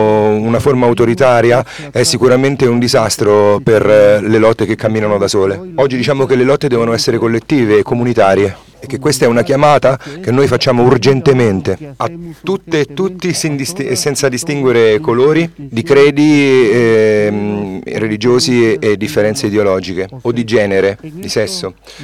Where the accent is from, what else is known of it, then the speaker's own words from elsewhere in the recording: Oaxaca, Mexico; stiamo resistendo nella regione da cui vengo, quella dell'Istmo